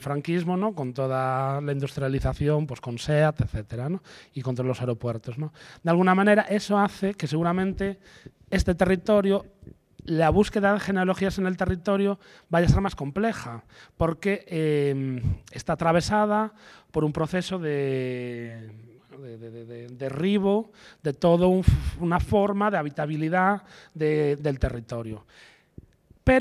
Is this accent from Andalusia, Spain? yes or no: no; Galicia, Spain; accent: Galician; yo vengo de otro contexto, vamos, por mi acento supongo que lo habréis detectado, que es de Galicia.